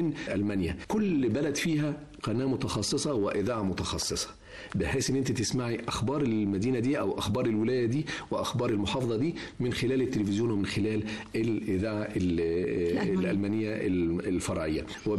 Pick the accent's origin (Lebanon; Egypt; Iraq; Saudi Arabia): Egypt; من خلالي انا كمذيع مصري بسيط بقدم